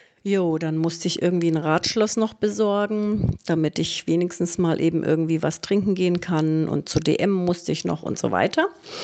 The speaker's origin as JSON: {"language": "German", "town": "Zorneding", "region": "Bavaria", "country": "Germany", "tie": "born or raised there", "said": "Das ist also wirklich mein Landkreis, wo ich aufgewachsen bin, in Zorneding eben"}